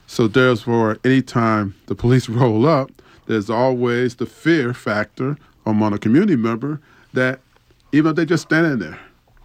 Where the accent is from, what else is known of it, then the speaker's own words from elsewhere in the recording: Detroit, Michigan, United States; You know, I grew up in Detroit when Coleman Young became mayor.